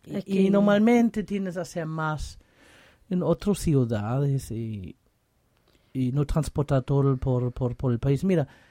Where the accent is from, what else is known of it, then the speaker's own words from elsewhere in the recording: Germany; Spanish is a second language; Y yo, claro, porque soy alemán, estoy mirando, claro, la noticia alemana